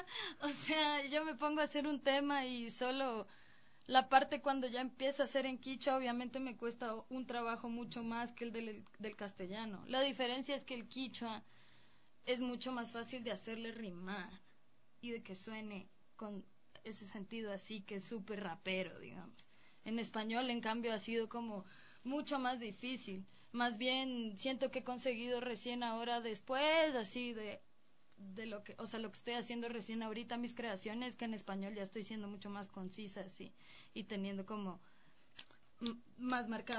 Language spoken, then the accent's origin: Spanish; Colombia; de la realidad en la que yo crecí en Colombia